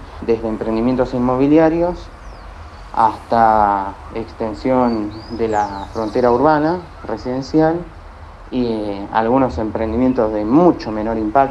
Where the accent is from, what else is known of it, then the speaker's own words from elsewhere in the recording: Avellaneda, Buenos Aires Province, Argentina; born there; nací en Avellaneda